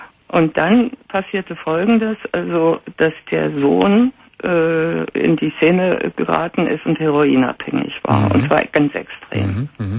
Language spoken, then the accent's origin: German; East Germany, Germany; Also, ich habe eine 3 Jahre jüngere Schwester. Wir haben sehr viel zwangsläufig auch miteinander erlebt. Wir sind aus der DDR, wir haben uns auch geflohen zusammen mit Mutter und so weiter und so fort.